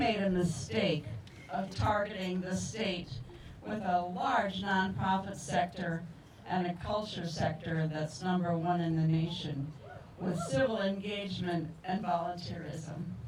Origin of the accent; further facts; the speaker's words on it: Worthington, Minnesota, United States; I grew up on the Great Plains, down between South Dakota and Iowa, in a town called Worthington, where my parents were teachers. Only 10,000 people.